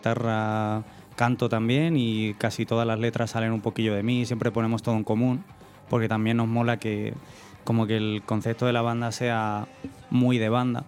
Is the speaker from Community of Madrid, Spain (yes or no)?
yes; Aranjuez, Community of Madrid, Spain; es de donde yo soy, en mi pueblo, Aranjuez.